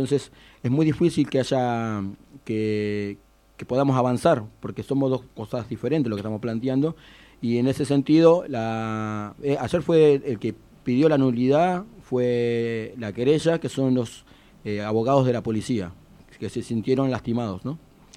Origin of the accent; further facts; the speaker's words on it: Comodoro Rivadavia, Chubut, Argentina; Yo soy nacido y criado en Comodoro Rivadavia, desde que nací vivo en el mismo barrio.